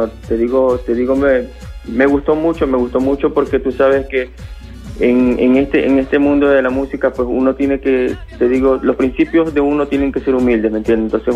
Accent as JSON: {"language": "Spanish", "town": "Guayaquil", "region": "Guayas", "country": "Ecuador", "said": "Yo soy de la costa de Ecuador, yo soy de Guayaquil."}